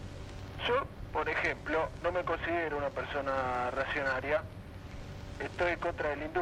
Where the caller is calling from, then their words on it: Buenos Aires, Argentina; Sí, te hablo de acá del garaje de Almagro.